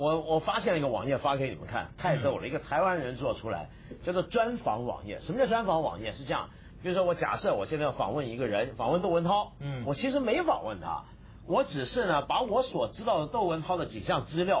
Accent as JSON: {"language": "Chinese", "region": "Guangdong", "country": "China", "said": "可是你要别忘记我们广东人呢有句广东话"}